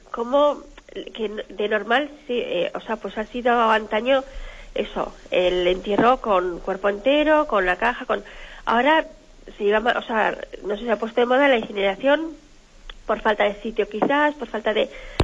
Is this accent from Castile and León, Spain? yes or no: no; Navarre, Spain; de Navarra.